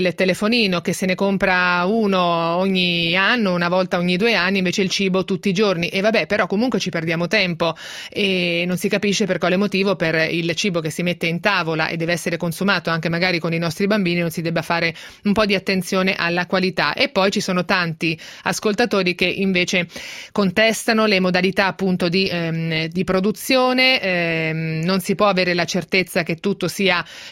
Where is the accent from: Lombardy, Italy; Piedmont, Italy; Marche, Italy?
Marche, Italy; Io sono marchigiana